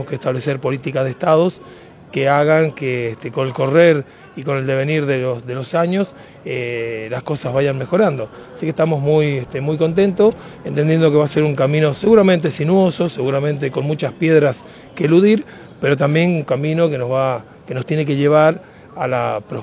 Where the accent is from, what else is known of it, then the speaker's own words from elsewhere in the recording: Argentina; nos tenemos que mirar como hermanos que somos todos los argentinos